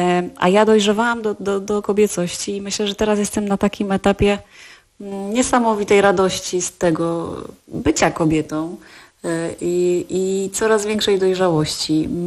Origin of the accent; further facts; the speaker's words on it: Silesian Voivodeship, Poland; ja jestem ze Śląska